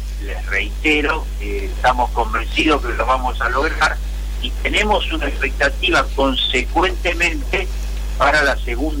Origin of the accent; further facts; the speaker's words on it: Buenos Aires, Argentina; el 80% somos porteños